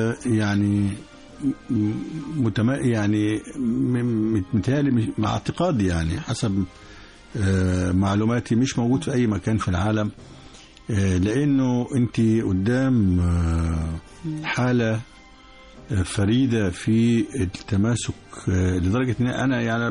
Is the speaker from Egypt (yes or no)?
yes; Egypt; بنتكلم باعتبارنا مصريين كلنا ما فيش تفرقة.